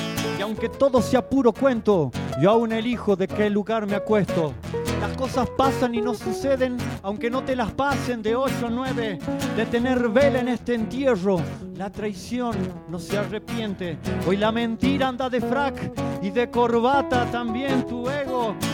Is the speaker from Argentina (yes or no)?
yes; La Rioja, Argentina; Somos de La Rioja y nos hemos enterado hace poco, ¿cierto? En San Antonio. San Antonio de hace unos 5 o 6 años de que éramos compañeros de la primaria. Yo cumplo 42 ahora en febrero.